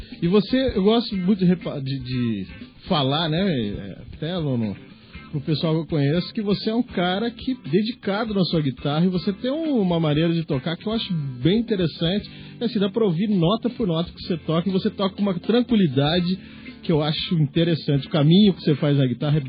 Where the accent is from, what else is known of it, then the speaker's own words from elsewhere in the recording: Taubaté, São Paulo, Brazil; eu venho de Taubaté, né? Eu venho de uma cena lá de rock, de metal, na década de 80.